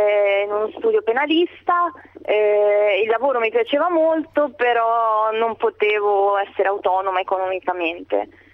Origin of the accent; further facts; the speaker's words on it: Ancona, Marche, Italy; now in Greece; Di dove sono? Io sono di Ancona.